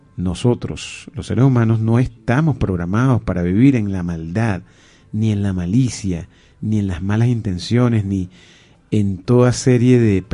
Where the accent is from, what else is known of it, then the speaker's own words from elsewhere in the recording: Venezuela; Somos los venezolanos los que tenemos que manejar ese amor